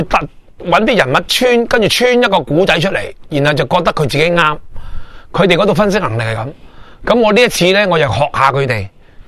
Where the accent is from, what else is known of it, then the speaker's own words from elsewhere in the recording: Hong Kong; 比我哋香港人啊，或者比世界任何一个地方啊，更加渴求钱啊